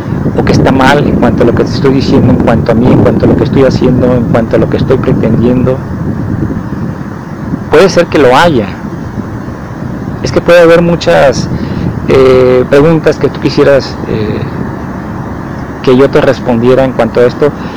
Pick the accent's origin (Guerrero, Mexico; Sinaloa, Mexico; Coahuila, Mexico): Sinaloa, Mexico; Mazatlán; now in Guadalajara, Mexico; cuando estuve viviendo en Mazatlán, que es la ciudad de donde vengo, la ciudad en que nací, de donde vengo, aquí a Jalisco